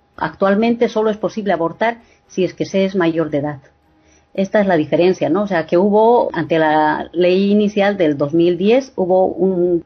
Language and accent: Spanish; Bolivia; now in Murcia, Spain; hay una persona que es de Uruguay y yo que soy de Bolivia